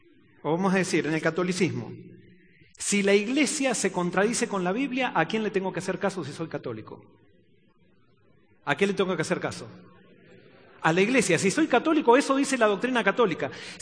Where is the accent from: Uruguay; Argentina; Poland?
Argentina; born there; yo nací por accidente en Argentina, pero nací por decisión en el reino de los cielos y ya no soy más argentino.